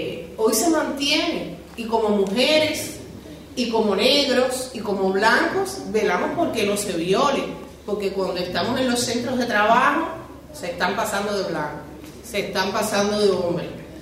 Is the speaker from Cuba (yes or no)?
yes; Cuba; no les puedo decir que como cubana no quisiéramos estar en Cuba celebrando todos los homenajes